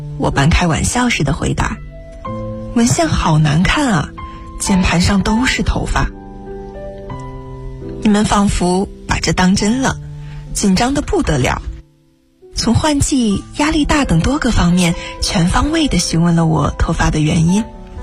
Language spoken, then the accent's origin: Chinese; Suzhou, Jiangsu, China; now in Nanjing, China; 来自江苏苏州，我在南京大学，距离我的家乡215.6公里。